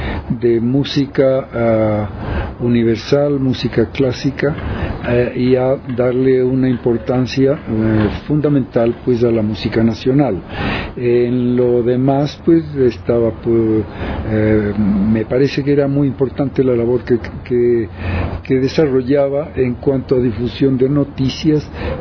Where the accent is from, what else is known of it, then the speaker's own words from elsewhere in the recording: Ecuador; como ecuatoriano estoy orgulloso de la labor, de lo que representa para la cultura en el país